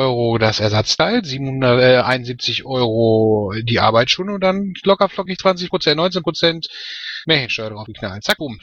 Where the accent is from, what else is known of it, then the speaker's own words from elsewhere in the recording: Soest, North Rhine-Westphalia, Germany; born there; now in Bochum, Germany; Ich komme gebürtigerweise aus dem Großraum Soest. Und wenn ich jetzt nicht nach meinem Studium in Bochum hängen geblieben wäre, wäre ich wieder in Soest.